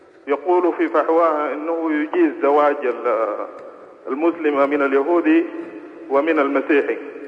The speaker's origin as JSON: {"language": "Arabic", "country": "Sudan", "lives_now": "Riyadh, Saudi Arabia", "said": "أنا سوداني مقيم بالرياض"}